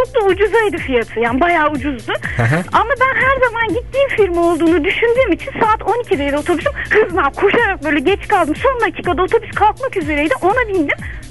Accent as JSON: {"language": "Turkish", "region": "Antalya", "country": "Turkey", "said": "Ben Antalyalıyım."}